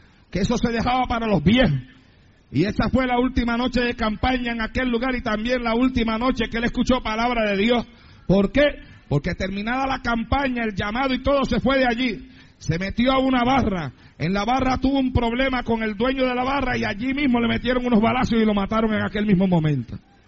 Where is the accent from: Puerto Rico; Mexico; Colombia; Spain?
Puerto Rico; Santa Isabel; born or raised there